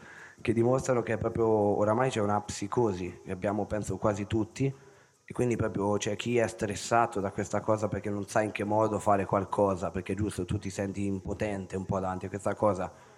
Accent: Ancona, Marche, Italy; sono di Ancona

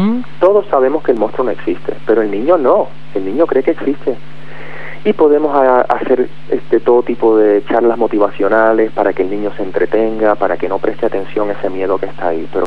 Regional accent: Puerto Rico; No, soy puertorriqueño.

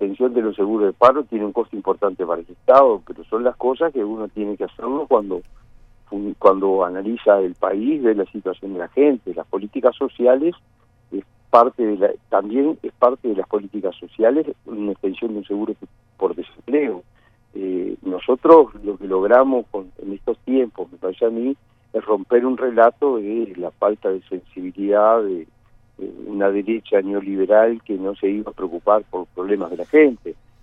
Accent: Uruguay; nos hace sentir muy orgullosos como uruguayos

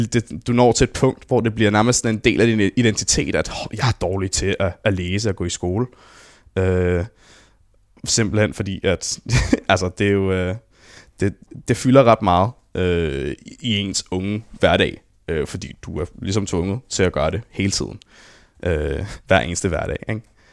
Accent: Copenhagen, Capital Region of Denmark, Denmark; Jeg voksede op på Østerbro af alle steder. Du ved, Spæltmødrecentralen i København.

